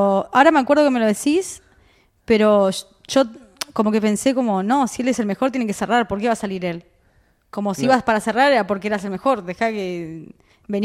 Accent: Buenos Aires, Argentina; sobre mi infancia en Pompeya.

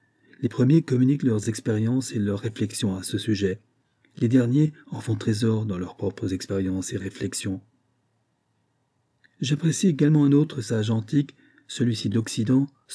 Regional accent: Algeria; J'ai appris que dans le monde, et davantage chez nous, en Algérie, la grande carence, ce sont des têtes qui pensent par elles-mêmes correctement

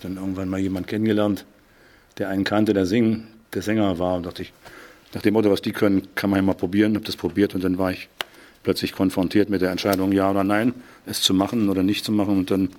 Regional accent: Berlin, Germany; born there; now in Münster, Germany; Ich bin Berliner, aber jetzt mittlerweile seit langer Zeit schon Münsteraner, lebe also in Münster, in Nienberge. Also ich bleibe natürlich gebürtiger Berliner, aber überzeugter und lebender Münsteraner.

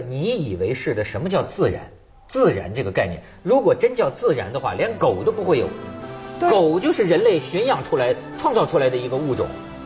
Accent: China; 我们中国人民呢、陷入了一个就是困境

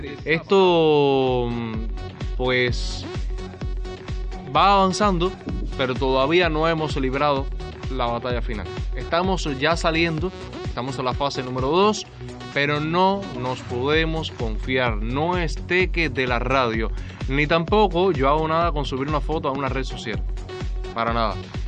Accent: Cuba; Somos cubanos, pero también somos latinos.

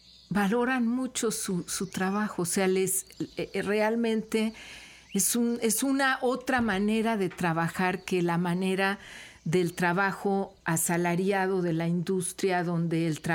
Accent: Mexico City, Mexico; born there; moved away as an adult; now in Xalapa, Mexico; Veracruzana desde hace muchos años, de hecho más de 30. Desde que llegué a Jalapa, yo nací en la Ciudad de México. Ahí estudié en la Universidad Nacional Autónoma de México

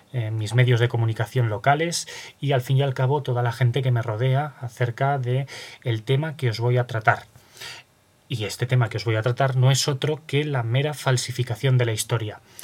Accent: Aragon, Spain; resido en Zaragoza y por lo tanto soy aragonés

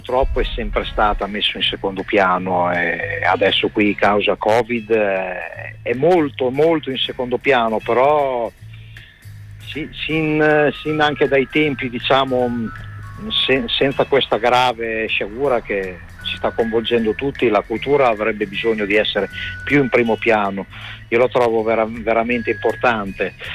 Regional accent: Bologna, Emilia-Romagna, Italy; Bologna è la mia città natale, quindi è molto importante per me.

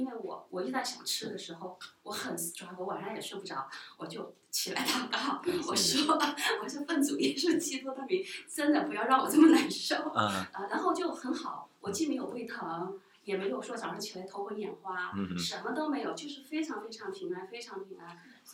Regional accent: Hunan, China; 那么再加上我是湖南人，吃的口味香辣麻辣

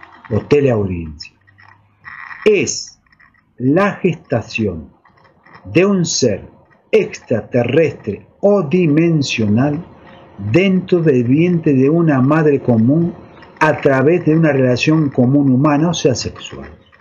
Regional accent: Argentina; Salvando que somos argentinos, no interesa las razas

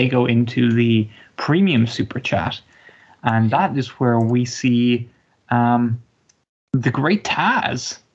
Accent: Ireland; maybe just me as an Irishman

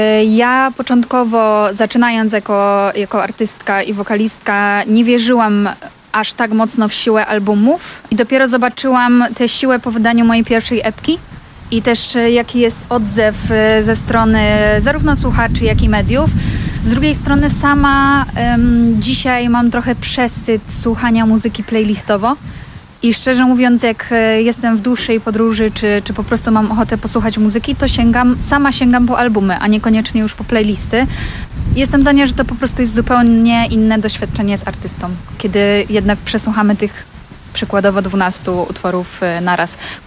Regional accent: Kraków, Lesser Poland, Poland; gramy w Krakowie w Pulse Boutique Record Store. Bardzo się cieszę, bo są to moje rodzinne strony.

